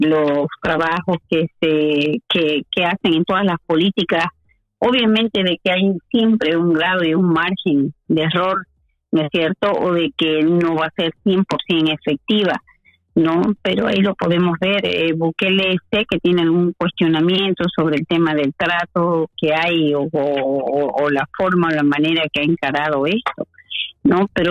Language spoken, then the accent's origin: Spanish; Santa Cruz, Bolivia; en Bolivia no se ha podido hablar, por lo menos de la región de donde yo vengo, que es de Santa Cruz